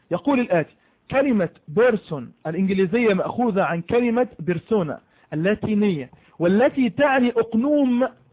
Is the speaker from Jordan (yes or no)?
no; Egypt; أنا راجل مصري عندي لغة عربية وبسألك